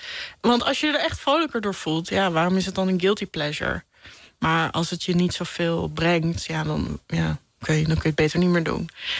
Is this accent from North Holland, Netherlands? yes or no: yes; Hilversum, North Holland, Netherlands; also born or lived in Amsterdam; Dat het eerste van mijn jeugd woonden we in Amsterdam. En begaven we ons ook in een veel gemêleerder gezelschap dan nadat we naar Hilversum verhuisden.